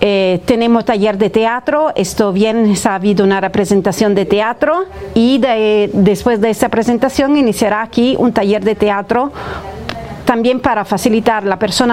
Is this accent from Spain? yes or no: no; Italy; Spanish is a second language; perdona, soy italiana, entonces a veces fallo con la palabra